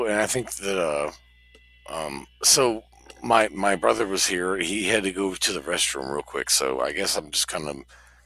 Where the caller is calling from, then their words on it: Seattle, Washington, United States; We're calling from just a little bit, you know, south and west of you guys. A little bit south and west, so Seattle.